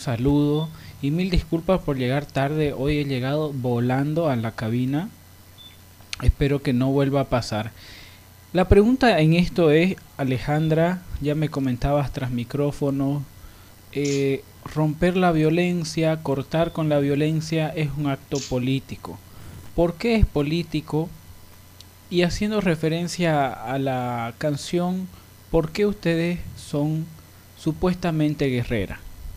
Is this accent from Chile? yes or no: no; Bolivia; como boliviano, que en mi país no está legal ni siquiera el consumo de marihuana